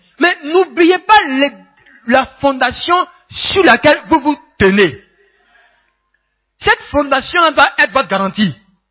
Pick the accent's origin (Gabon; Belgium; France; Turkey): Gabon; Moi, je suis Gabonais.